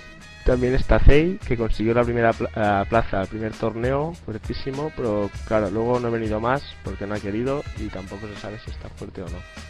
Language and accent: Spanish; Girona, Catalonia, Spain; soy de norte de Cataluña, de Girona